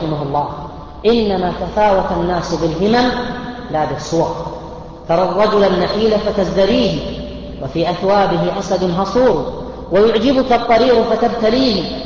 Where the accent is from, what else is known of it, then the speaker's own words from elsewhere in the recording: Buraidah, Al-Qassim, Saudi Arabia; وهذا ليس في الشرق أو الغرب، عندنا في بريده